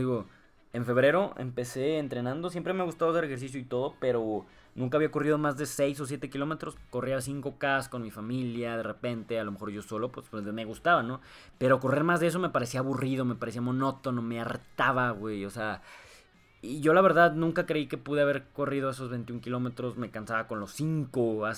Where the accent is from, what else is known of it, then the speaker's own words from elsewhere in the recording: Saltillo, Coahuila, Mexico; Hay un evento muy famoso aquí de donde somos, en Saltillo, de Coahuila